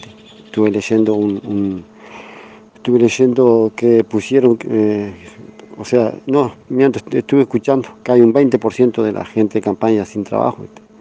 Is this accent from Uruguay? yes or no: yes; Tacuarembó, Uruguay; de Tacuarembó. Bueno, fui aspirante hasta poco de colonización, ahí no tuve suerte. Y tampoco voy a bajar los brazos. Yo me crié en el campo, amo el campo